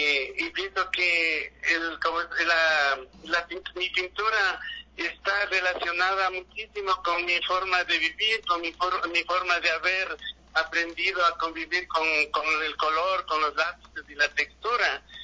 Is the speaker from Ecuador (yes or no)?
yes; Otavalo, Imbabura, Ecuador; Yo soy ecuatoriano, yo soy otavaleño, entonces tengo que pintar nuestras costumbres, nuestras cosas que están cerca.